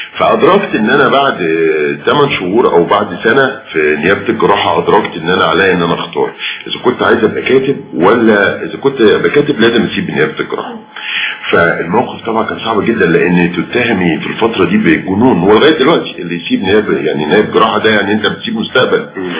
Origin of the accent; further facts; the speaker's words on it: Cairo, Cairo Governorate, Egypt; انا ما رحتش اسوان غير مرتين للأسف، وبالتالي فانا ابن القاهرة